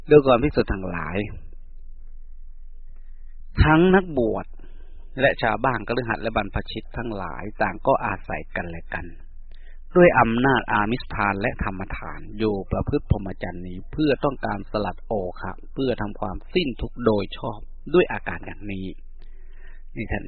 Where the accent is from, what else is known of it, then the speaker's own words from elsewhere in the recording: Isan, Thailand; พูดภาษาบ้านเราอีสาน